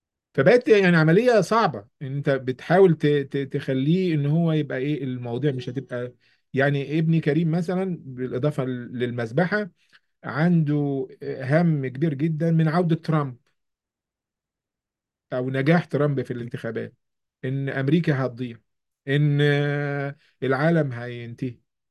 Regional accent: Egypt; now in New York, United States; إحنا في نيويورك، وخلفيتي أنا من كمصري وعربي ومسلم

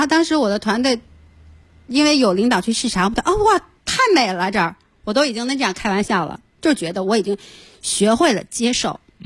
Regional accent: Inner Mongolia, China; 然后你我奶奶家在内蒙古，然后真的是以天为盖地为炉的那种感觉，就很宽阔

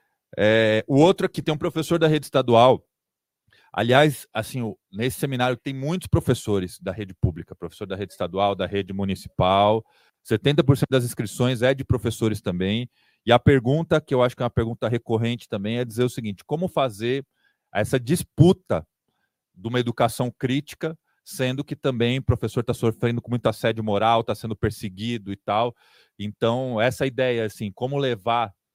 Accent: Paraná, Brazil; pois também sou do Paraná.

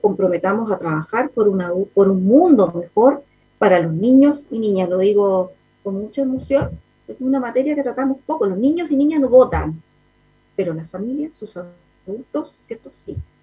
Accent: Chile; Como mamá, también como chilena, porque también fuimos niños

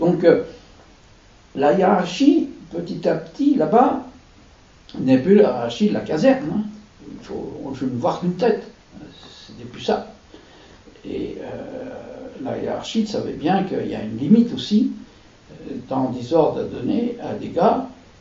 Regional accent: France; Moi, je suis français et je règle mes comptes avec le camp auquel j'appartiens.

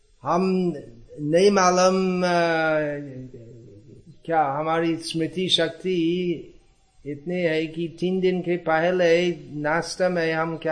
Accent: Gujarat, India; तापी जिला में

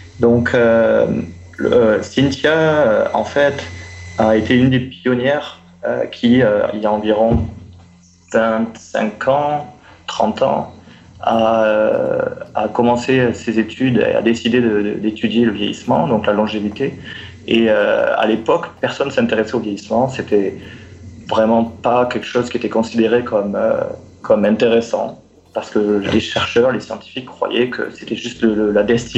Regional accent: France; je suis français.

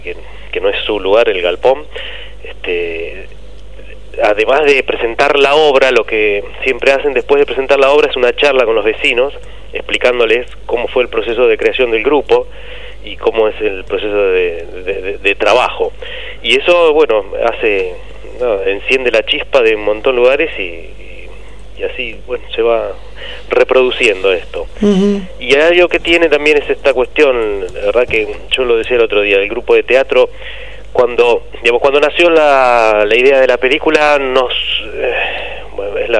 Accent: Argentina; nos dan una clarísima mirada de quiénes somos los argentinos.

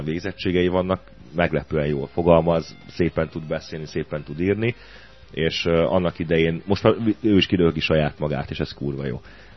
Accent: Budapest, Hungary; Mi ott a 15. kerületben nőttünk föl

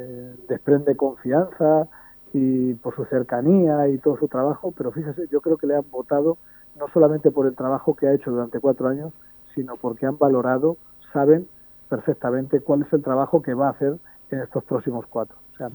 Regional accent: Escalona, Castilla-La Mancha, Spain; muy agradecido a los ciudadanos de mi pueblo, a la gente de Escalona

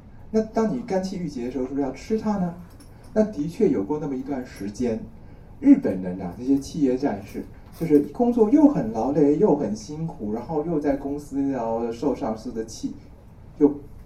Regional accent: Taiwan; 好比说啊，我们台湾人来讲

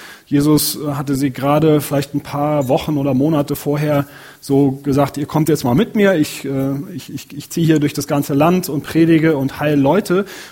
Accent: North Rhine-Westphalia, Germany; Ich selber komme aus der Nähe von Köln. Und da wird wirklich Karneval gefeiert.

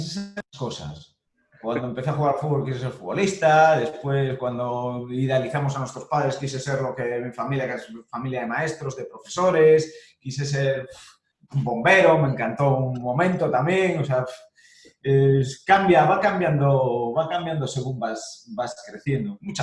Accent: Cayón, Cantabria, Spain; also born or lived in La Coruña; llevo en Cayón, no, nací en La Coruña, pero mis primeros años viví en Cayón, he estado allí en la playa siempre que estaba en La Coruña. Ahora he vuelto

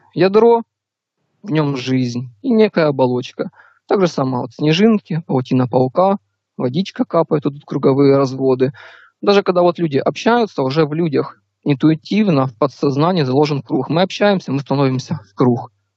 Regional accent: Ukraine; Я с Украины, мне сейчас 19 лет.

